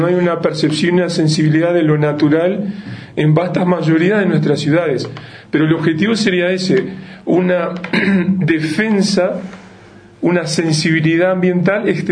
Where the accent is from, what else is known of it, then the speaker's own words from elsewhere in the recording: Uruguay; soy de Uruguay, con lo que eso tiene de bueno y de malo. Visito diferentes países, sobre todo América del Sur, desde hace mucho tiempo.